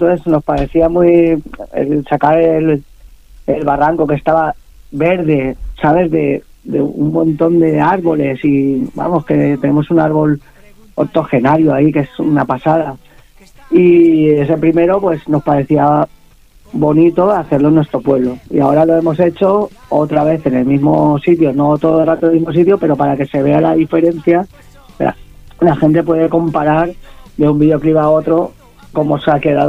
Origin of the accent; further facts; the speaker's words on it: Paiporta, Valencian Community, Spain; Soy ni de izquierda ni de derecha, soy de Paiporta.